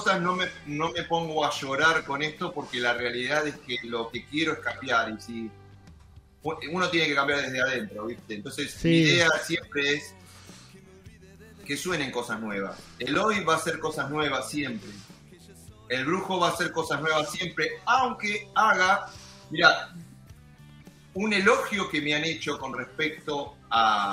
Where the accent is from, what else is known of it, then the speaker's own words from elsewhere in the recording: New York, United States; born there; cuando nací en Long Island me parece medio tonto